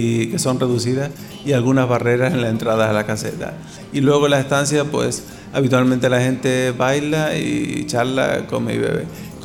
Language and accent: Spanish; Canary Islands, Spain; also born or lived in Seville; soy originario de Canarias, pero por circunstancias personales, académicas y profesionales, terminé en Sevilla durante una etapa de mi vida.